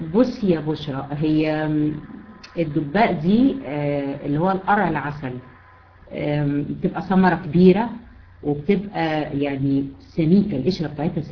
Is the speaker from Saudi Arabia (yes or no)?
no; Egypt; حتى احنا عندنا في مصر ليه كذا اسم